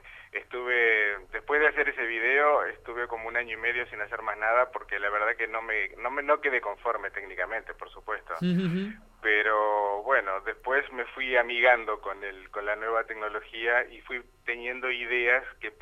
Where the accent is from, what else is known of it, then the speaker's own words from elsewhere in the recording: Uruguay; somos 7 artistas uruguayos que vamos a ir a la Bienal de Poznan en Polonia